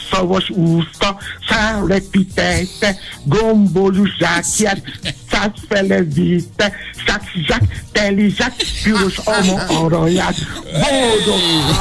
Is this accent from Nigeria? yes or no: yes; Nigeria; Hungarian is a second language; now in Hungary; amikor gyerek voltam Nigériában, én is álltam sorba, korán reggel